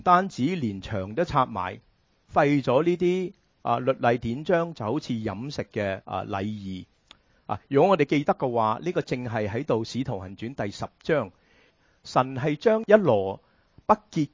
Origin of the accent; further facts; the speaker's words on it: China; 我们中国人很喜欢吃猪肉